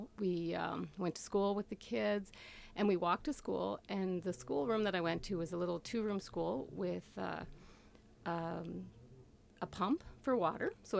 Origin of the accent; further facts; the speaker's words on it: Cove Head, Prince Edward Island, Canada; I grew up in Cove Head. It's one of the oldest communities in Prince Edward Island. It has the oldest road leading from the harbor all the way into Charlottetown. It's kind of historic for that. And it was a really amazing place to grow up.